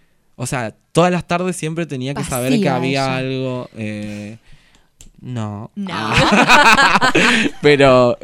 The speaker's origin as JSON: {"language": "Spanish", "town": "Ibarreta", "region": "Formosa", "country": "Argentina", "tie": "born or raised there", "said": "Yo soy de un pueblo de Formosa que se llama Ibarreta."}